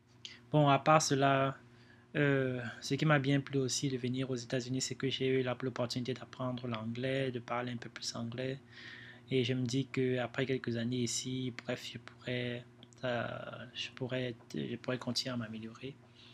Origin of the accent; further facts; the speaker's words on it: Cameroon; moved away as an adult; also born or lived in Germany; je suis né au Cameroun. J'ai grandi là-bas avec mes sœurs. J'ai trois sœurs. Et pendant toute la période où j'étais là-bas, je suis allé au lycée. Après le lycée, je suis parti en Allemagne pour étudier.